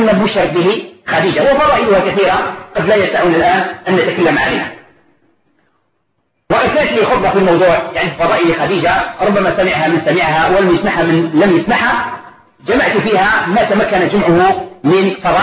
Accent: Algeria; طبق معروف عندنا في الجزائر وفي غير الجزائر

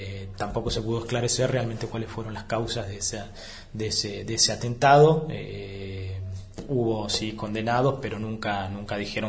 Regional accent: Entre Ríos, Argentina; nosotros de la provincia de Entre Ríos

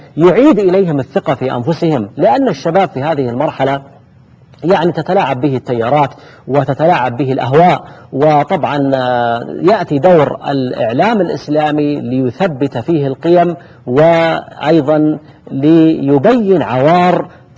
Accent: Saudi Arabia; وأيضا في بلادنا المملكة العربية السعودية كذلك بعض المؤسسات للإنتاج الإعلامي

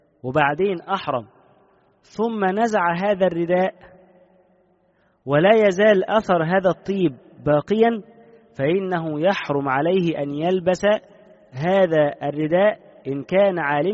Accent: Egypt; خصوصا حتى عندنا في مصر هنا

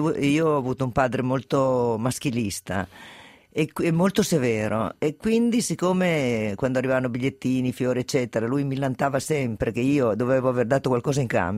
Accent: Turin, Piedmont, Italy; born there; Io sono nata a Torino

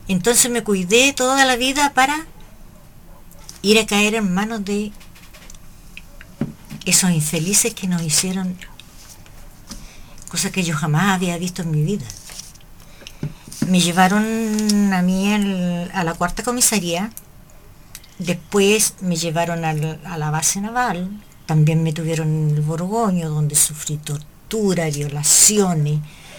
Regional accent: Hualpén, Biobío, Chile; Yo soy de Hualpén. Y en esos momentos yo era estudiante del liceo comercial en La Salina.

